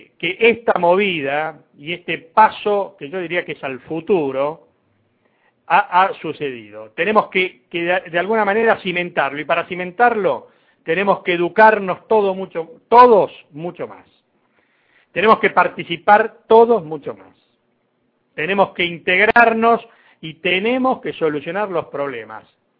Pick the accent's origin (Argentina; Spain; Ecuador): Argentina; Romper con el estigma de que porque somos argentinos no podemos hacer nada es una tarea pendiente desde hace muchísimos años.